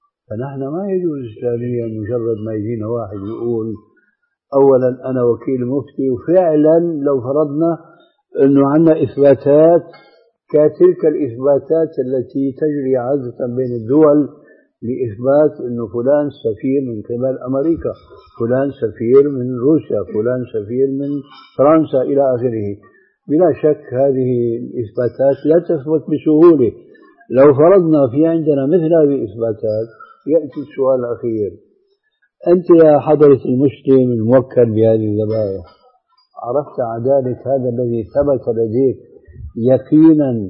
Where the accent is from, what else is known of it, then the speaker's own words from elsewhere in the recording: Damascus, Damascus Governorate, Syria; المهم كان عندنا في دمشق شيخ فاضل